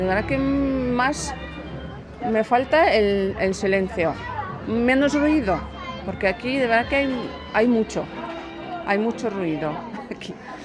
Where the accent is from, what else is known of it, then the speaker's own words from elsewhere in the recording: Russia; Spanish is a second language; moved away; soy de Rusia. Pues llevo aquí viviendo pues casi 4 años.